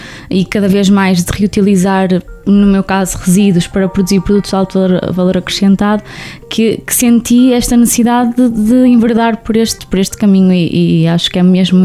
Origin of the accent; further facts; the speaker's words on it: Guimarães, Norte, Portugal; sou natural de Guimarães, como já referiu.